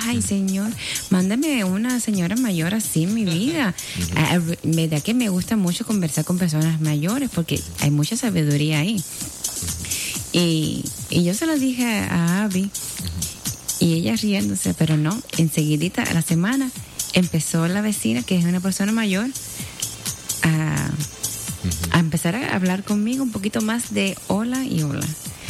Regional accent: Cuba; yo tuve el privilegio de vivir en mi país, donde nací, en Cuba, y el ambiente, los vecinos, tú conoces a todos los vecinos.

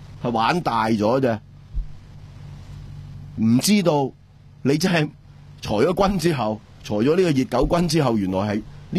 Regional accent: Hong Kong; 今日我哋香港人所做嘅嘢，喺呢个零两个礼拜里边，其实已经系中国民主嘅运动嘅部分嚟。

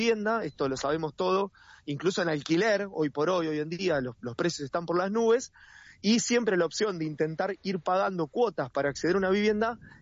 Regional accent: Longchamps, Buenos Aires Province, Argentina; yo soy de Longchamps

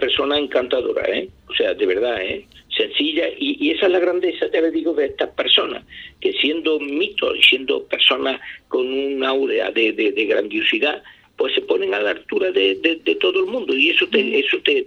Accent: Andalusia, Spain; Yo me considero un andaluz de los clásicos andaluz, sabe usted cómo somos, tenemos fama, sí.

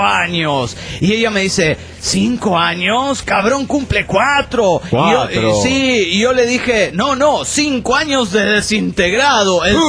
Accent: Spain; now in Canary Islands, Spain; A mí me encantaría, pero soy español y resido en Canarias.

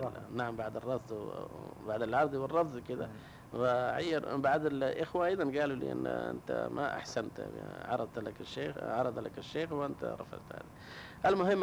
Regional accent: India; Arabic is a second language; هذا موجود إلا عندنا في الهند يعني

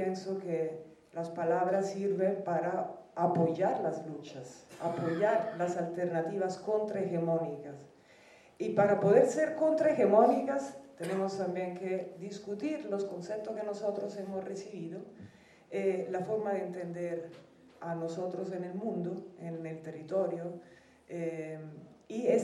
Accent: Italy; Spanish is a second language; Pues, yo soy italiana.

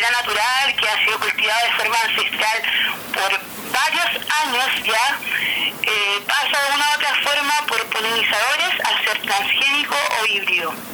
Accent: Temuco, Araucanía, Chile; now in Patagonia, Chile; como yo soy de Hualmapu, de Temuco, pero el año pasado tuve la invitación de irme para Patagonia

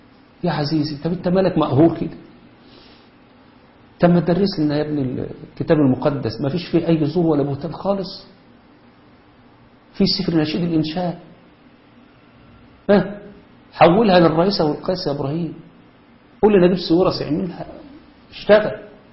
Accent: Egypt; لكن تعالوا شوفوا عندنا في مصر

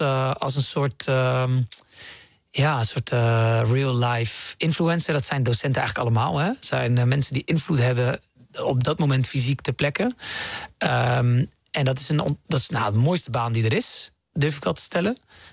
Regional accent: Netherlands; born there; Ik ben in Nederland geboren, maar ik kom uit een gezin van 11.

